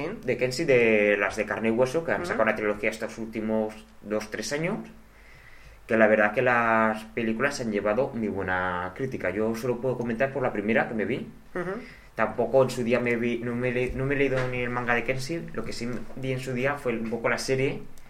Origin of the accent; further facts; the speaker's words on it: Zaragoza, Aragon, Spain; nosotros somos de Zaragoza.